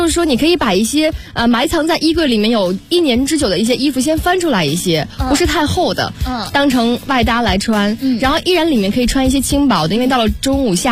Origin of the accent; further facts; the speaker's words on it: Jiangsu, China; 我是江苏人。我们的夏天很难受。